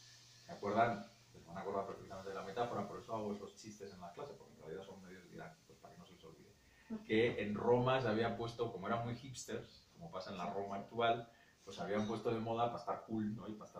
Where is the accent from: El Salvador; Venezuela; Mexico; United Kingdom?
United Kingdom; England; a mí me viene un poco de familia, pero pues yo nací y me crié en Inglaterra y demás